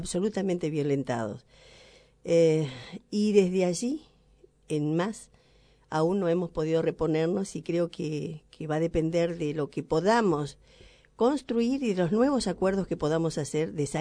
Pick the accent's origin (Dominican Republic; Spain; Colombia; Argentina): Argentina; ¿Somos quejosos los argentinos? ¿Nos quejamos constantemente?